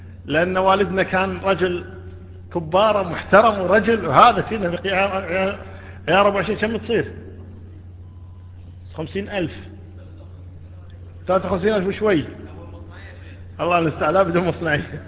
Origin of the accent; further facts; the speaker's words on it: Kuwait; 12,000 الدية عندنا 12,000 في الكويت